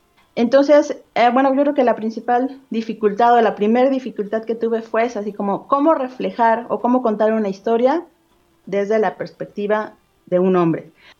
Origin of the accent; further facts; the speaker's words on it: Tenancingo, Mexico; en el contexto en el que yo crecí en Tenancingo